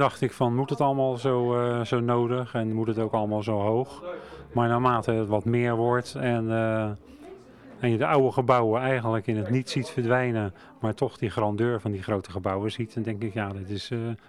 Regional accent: Rotterdam, South Holland, Netherlands; accent: Rotterdam; Ik kom oorspronkelijk uit Rotterdam, dat kan je waarschijnlijk wel horen ook.

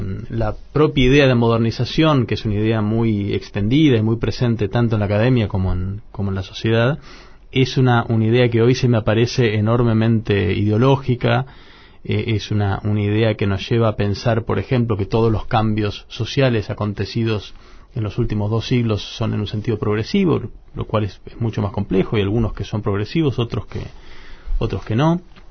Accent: José C. Paz, Buenos Aires Province, Argentina; also born or lived in San Miguel; Yo crecí en José C. Paz y San Miguel, donde la frontera de clase y también la frontera étnica es muy visible, ¿no?

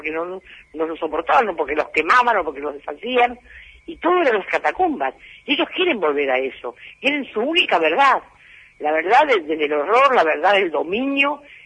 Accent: Punta Lara, Buenos Aires Province, Argentina; Yo vengo de Punta Lara, no pasaba nada.

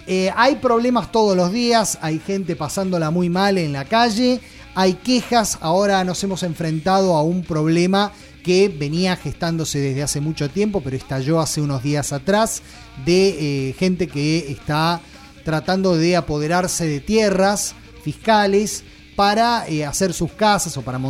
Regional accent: Argentina; a mí como ciudadano argentino, si llego a tomar un terreno, a mí no me preguntan

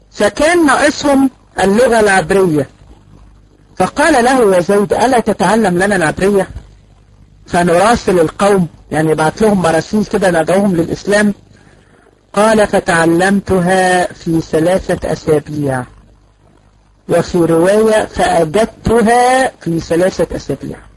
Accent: Egypt; في معهد اتفتح لكده عندنا في مصر في المعادي.

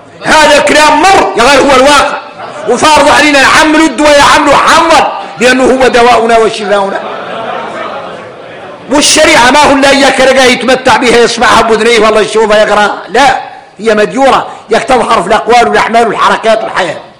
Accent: Mauritania; احنا موريتانية

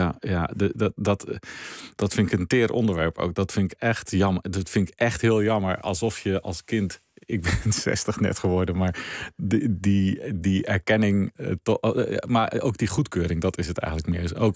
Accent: Gelderland, Netherlands; Wij woonden in mijn jonge jaren op de Veluwe en dan kon je redelijk snel Duitsland in.

